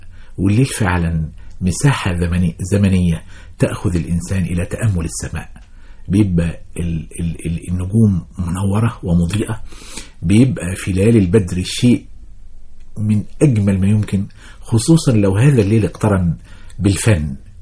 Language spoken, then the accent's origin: Arabic; Kafr El Sheikh, Kafr El Sheikh Governorate, Egypt; أنا أخدت دراستي الابتدائية في بلدنا كفر الشيخ، وكان لليل فيها ملمح قوي جدا.